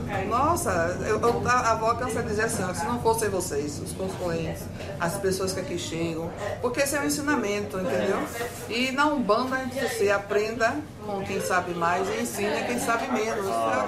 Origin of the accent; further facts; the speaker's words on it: Salvador, Bahia, Brazil; Sou daqui de Salvador.